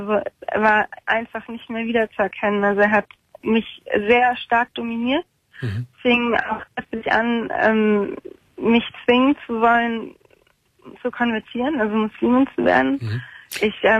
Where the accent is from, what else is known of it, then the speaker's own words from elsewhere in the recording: Germany; Und ich bin Deutsche, genau.